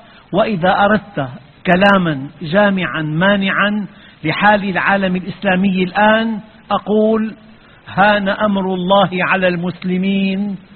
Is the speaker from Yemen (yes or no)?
no; Syria; عندنا في الشام